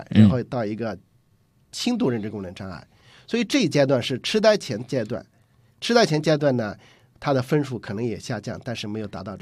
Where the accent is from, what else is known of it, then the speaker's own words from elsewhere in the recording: China; 我们中国人都不认识